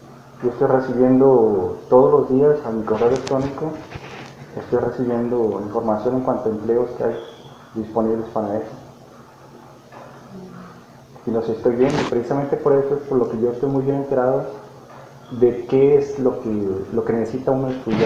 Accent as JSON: {"language": "Spanish", "town": "Mazatlán", "region": "Sinaloa", "country": "Mexico", "tie": "born there", "said": "En Mazatlán, Sinaloa."}